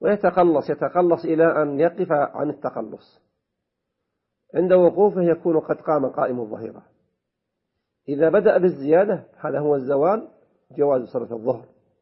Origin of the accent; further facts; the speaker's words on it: Saudi Arabia; المتقرر عندنا في المملكة العربية السعودية الاعتبار برؤية القمر